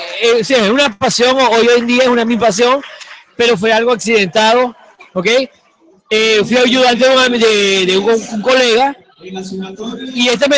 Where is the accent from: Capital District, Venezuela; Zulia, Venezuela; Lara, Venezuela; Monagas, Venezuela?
Zulia, Venezuela; Cabimas; Yo soy natural de Cabima, Estado Zulia.